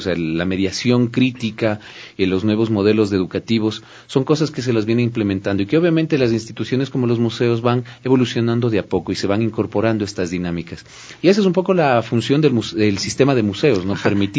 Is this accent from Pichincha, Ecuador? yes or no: yes; Quito, Pichincha, Ecuador; esta riqueza de la que somos dueños los ecuatorianos y quiteños